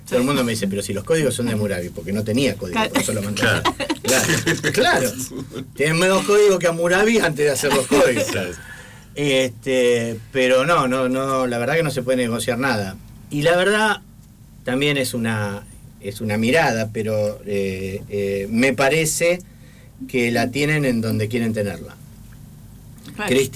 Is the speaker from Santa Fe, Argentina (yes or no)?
no; Jujuy, Argentina; Jujuy no es una provincia fácil, Jujuy es una provincia... yo soy muy jujeño